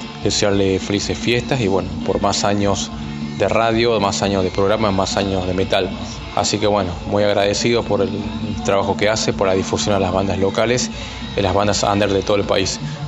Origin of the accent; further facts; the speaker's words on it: Catamarca, Argentina; yo soy el baterista de … Power Metal Épico, acá de la provincia de Catamarca.